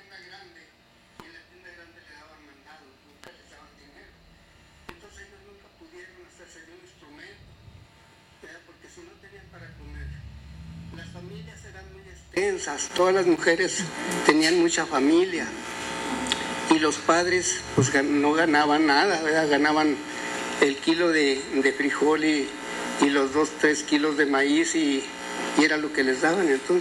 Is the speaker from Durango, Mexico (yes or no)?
yes; Durango, Mexico; Nosotros somos del estado de Durango.